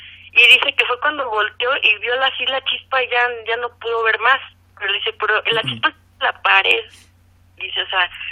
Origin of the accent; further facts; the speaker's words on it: Toluca, State of Mexico, Mexico; Sí, mira, yo soy de Toluca.